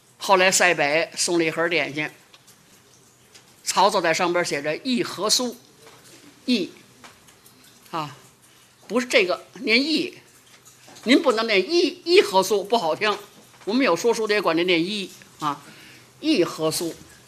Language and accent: Chinese; Beijing, China; accent: Beijing dialect; 我们北京话不合姚姓